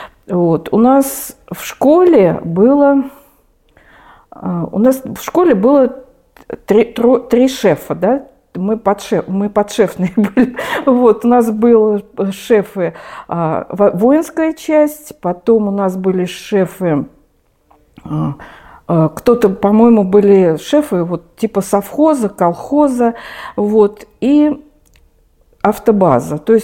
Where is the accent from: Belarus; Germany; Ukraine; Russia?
Russia; Moscow; Все мое детство прошло в Москве. Я родилась в Москве, училась в Москве. То есть я коренная москвичка. Мои бабушки и дедушки тоже были жили в Москве. Я училась в московских школах.